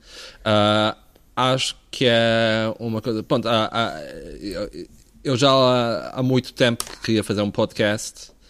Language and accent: Portuguese; Azores, Portugal; moved away as an adult; also born or lived in Porto; now in London, United Kingdom; eu cresci nos Açores e depois vivi por 9 anos no Porto e agora estou em Londres, mas basicamente tipo, todo o meu ensino foi em Portugal e todas as minhas referências são portuguesas, digamos assim.